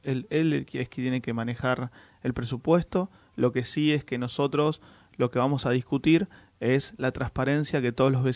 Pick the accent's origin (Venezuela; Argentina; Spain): Argentina; Moreno, Buenos Aires Province; Yo soy de Moreno, quiero Moreno, vivo en Moreno, disfruto Moreno